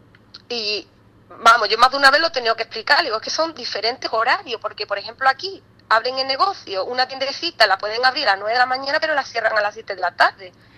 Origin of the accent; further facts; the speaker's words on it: Ubrique, Andalusia, Spain; born there; now in Málaga, Spain; yo a veces digo que soy de Málaga porque es como que lo más fácil, pero luego cuando ya tengo un poco más acercamiento a las personas, ya le digo que mi hogar está en Málaga, pero que nací en un pueblecito